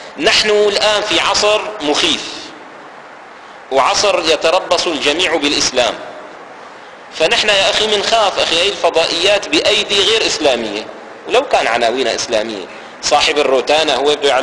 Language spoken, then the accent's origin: Arabic; Damascus, Damascus Governorate, Syria; ففي مثل عندنا في دمشق هنا، مثل عامي قديم